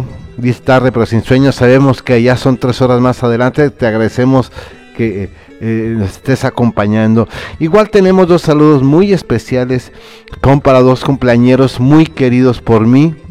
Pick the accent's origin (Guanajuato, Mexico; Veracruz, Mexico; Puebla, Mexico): Guanajuato, Mexico; Irapuato; yo también soy de Irapuato, Guanajuato, México, la capital mundial de las fresas para todo el mundo mundial.